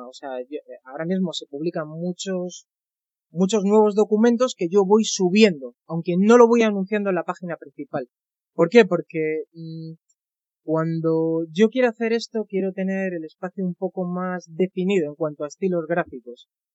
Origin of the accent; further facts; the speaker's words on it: Alcobendas, Community of Madrid, Spain; Pues soy de Madrid, de una localidad al norte llamada Alcobendas.